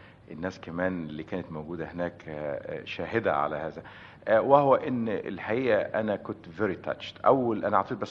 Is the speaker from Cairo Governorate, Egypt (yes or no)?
no; Desouq, Beheira, Egypt; moved away as an adult; also born or lived in Damanhur / Alexandria; now in United States; أنا الحقيقة اتولدت في دمنهور، … كبيرة موجودة في دمنهور، بس أنا خلصت الثانوية ووالدي ووالدتي وإخواتي عايشين في دسوق، وبعدين بعد كده طلعت على اسكندرية، رحت جامعة اسكندرية، وبعدين من هناك على أمريكا.